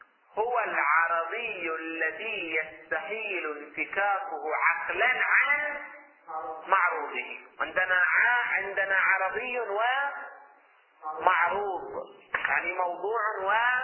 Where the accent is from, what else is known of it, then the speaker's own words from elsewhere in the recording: Hejaz, Saudi Arabia; نذكر الأسماء اللي عندنا في الحجاز